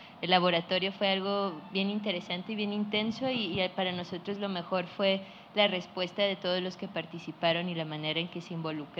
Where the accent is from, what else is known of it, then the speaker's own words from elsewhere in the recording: Mexico; Lo nómada es porque pues somos de México, pero realmente pues nos la pasamos un poco aquí y allá